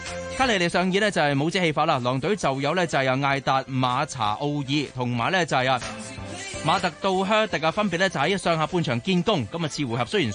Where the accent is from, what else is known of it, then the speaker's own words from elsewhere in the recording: Hong Kong; 作为香港人嘅一份子